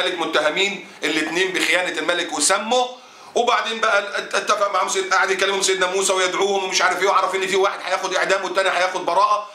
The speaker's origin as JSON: {"language": "Arabic", "country": "Egypt", "said": "وفي دماءنا كمصريين"}